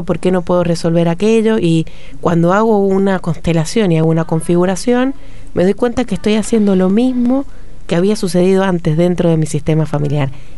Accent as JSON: {"language": "Spanish", "region": "San Juan", "country": "Argentina", "said": "Somos sanjuaninos, nos está costando, pero la gente se va abriendo a los talleres."}